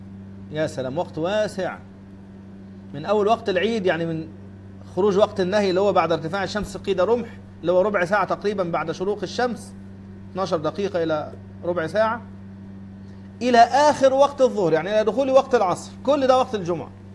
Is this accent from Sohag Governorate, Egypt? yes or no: yes; Sohag Governorate, Egypt; انا اذكر اني مرة سافرت الى قريتي في صعيد مصر، في سوهاج، طبعا من القاهرة إلى سوهاج مسافة كبيرة